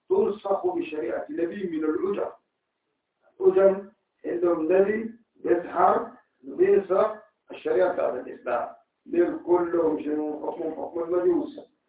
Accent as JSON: {"language": "Arabic", "country": "Sudan", "said": "حتى الآن عندنا في السودان"}